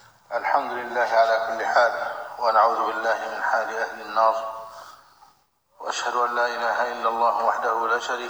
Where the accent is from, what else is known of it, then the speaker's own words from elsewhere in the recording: Egypt; ماذا يريد هؤلاء من بلدنا مصر ومن ولاتها